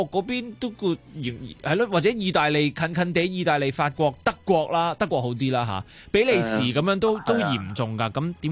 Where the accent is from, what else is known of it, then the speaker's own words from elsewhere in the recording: Hong Kong; 我哋香港人